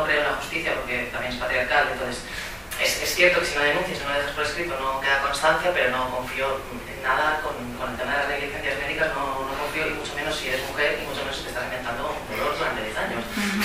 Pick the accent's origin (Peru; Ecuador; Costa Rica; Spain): Spain; Barcelona, Catalonia; Soy de Barcelona, estábamos en un ambiente de recortes sanitarios